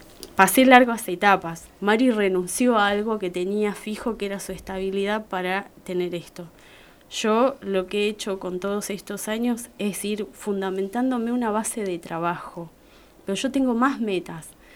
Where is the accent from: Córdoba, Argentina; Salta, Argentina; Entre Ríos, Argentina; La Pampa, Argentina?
La Pampa, Argentina; Uriburu; De Uriburu.